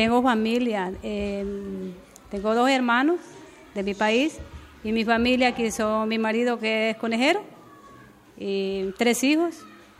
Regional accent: Honduras; born there; yo nací en Centroamérica, en un país que se llama Honduras. Es frontera con El Salvador, con Nicaragua y con Guatemala.

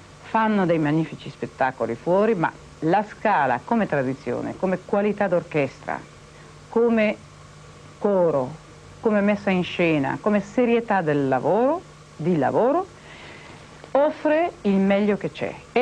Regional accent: Greece; Italian is a second language; Sono fatalista, sono greca per quello che sono fatalista

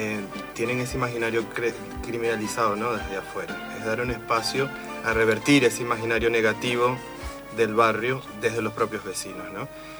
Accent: Venezuela; now in Argentina; muchos somos extranjeros, como en mi caso yo soy venezolano

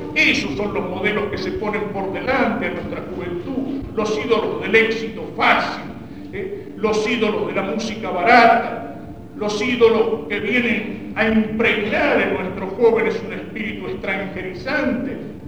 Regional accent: Argentina; de hacernos olvidar de que somos argentinos

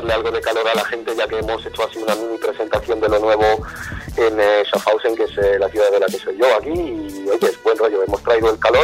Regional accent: Galicia, Spain; Mi familia es de allí, yo de hecho soy gallego.

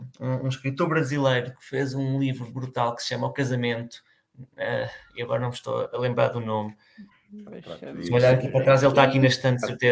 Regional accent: Lisbon, Portugal; Eu sou de Lisboa

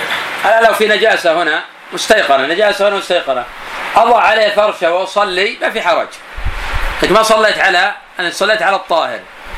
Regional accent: Buraydah, Al-Qassim, Saudi Arabia; الناس عندنا في البلد عندنا في بريدة خاص يسمونه برج

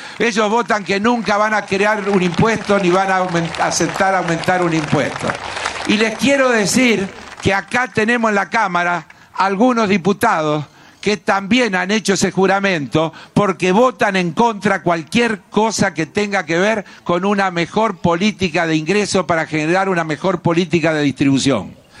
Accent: Buenos Aires, Argentina; Somos argentinos antes que porteños. Somos porteños orgullosos, pero argentinos orgullosos.

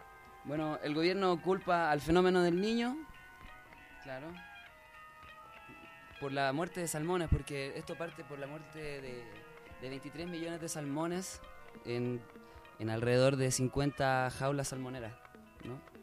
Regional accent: south, Chile; now in Mexico; chileno, vengo del sur, acá he vivido un tiempo en México

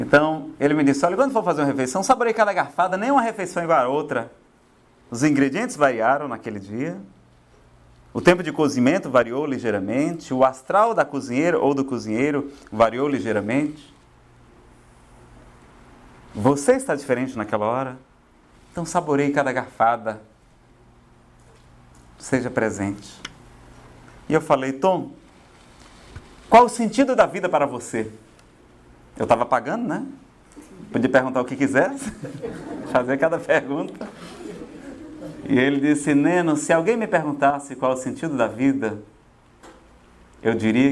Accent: Ceará, Brazil; Eu acho tão bom tomar banho, pessoal, não sei se é porque eu sou do Ceará, mas é tão bom tomar banho.

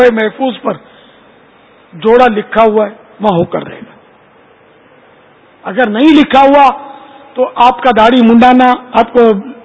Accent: Karachi, Sindh, Pakistan; مولد میرا باب المدینہ ہے, کراچی پیدا ہوا ہے. میرا وطن یہ ہے باب المدینہ, پاکستان ہے الحمدللہ.

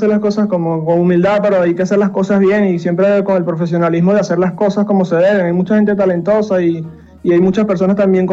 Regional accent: Bravo, Lara, Venezuela; todas las personas de mi pueblo, de Bravo … muy orgulloso de mi tierra.

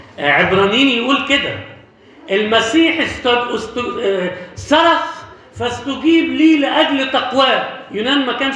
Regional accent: Alexandria, Alexandria Governorate, Egypt; moved away; في واحد عندنا في اسكندرية من قبل ما أجي أنا هنا يعني حوالي 30 سنة مثلا

